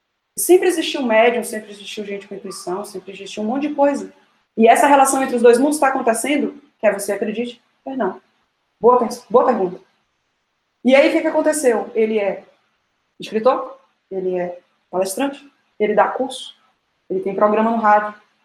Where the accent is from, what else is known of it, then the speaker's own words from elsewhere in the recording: Salvador, Bahia, Brazil; E a gente é de Salvador, então pense na fome com a vontade de comer.